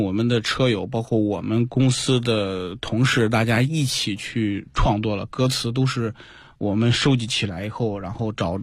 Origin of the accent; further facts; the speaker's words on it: China; 向这个营地的游客去展示我们这个中国人的风采